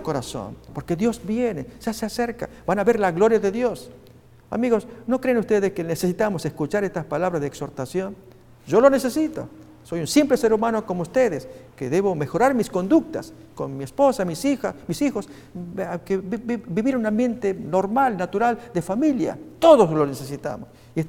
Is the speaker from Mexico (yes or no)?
no; Argentina; Yo estaba en mi país, en Argentina